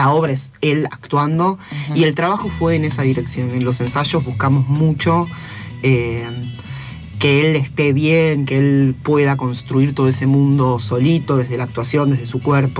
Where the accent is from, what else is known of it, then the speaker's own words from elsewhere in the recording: Mar del Plata, Buenos Aires Province, Argentina; En Mar del Plata, yo soy Mar del Plata.